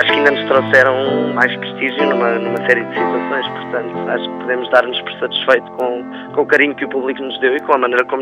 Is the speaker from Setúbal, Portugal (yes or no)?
no; Lisbon, Portugal; born there; eu estou a viver em Lisboa, que foi o sítio onde eu nasci, eu estou lá a viver desde setembro